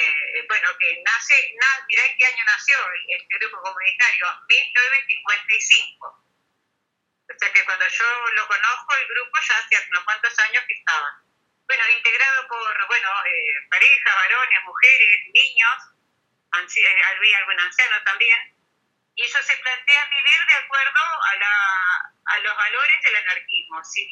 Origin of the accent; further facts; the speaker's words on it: Uruguay; Yo soy de Uruguay y mi compañero es argentino.